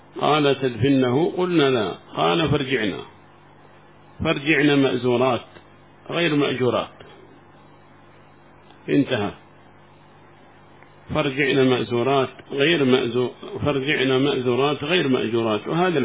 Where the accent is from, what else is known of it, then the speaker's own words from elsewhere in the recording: Yemen; هذا ما وصل عندنا في اليمن أظنه